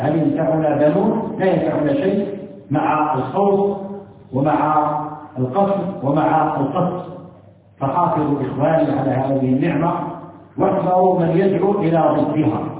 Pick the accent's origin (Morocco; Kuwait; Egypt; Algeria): Algeria; ما تتمتع به بلدنا الجزائر على ما فيها من شيء من الانحراف